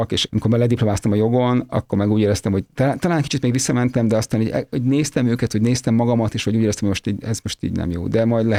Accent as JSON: {"language": "Hungarian", "region": "Budapest", "country": "Hungary", "tie": "born or raised there", "said": "én magam egyébként Budapesten születtem, éltem egy orvos családból származom"}